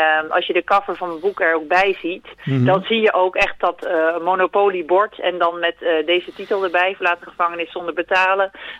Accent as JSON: {"language": "Dutch", "town": "Puttershoek", "region": "South Holland", "country": "Netherlands", "tie": "born or raised there", "said": "Ik ben zelf opgegroeid in de Hoekse Waard."}